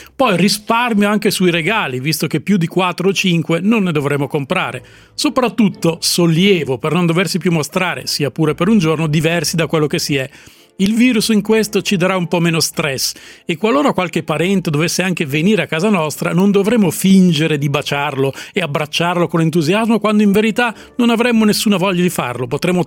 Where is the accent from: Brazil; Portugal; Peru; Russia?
Russia; Perché io sono russo, dico la pronuncia esatta